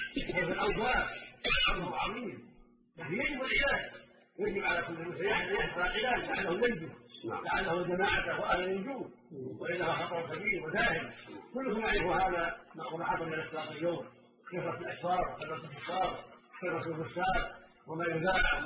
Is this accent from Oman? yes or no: yes; Oman; الى بلادنا عمان